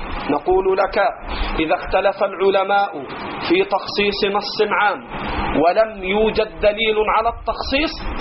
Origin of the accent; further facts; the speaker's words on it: Egypt; accent: Egyptian; أترخم عليك على لهجتنا في مصر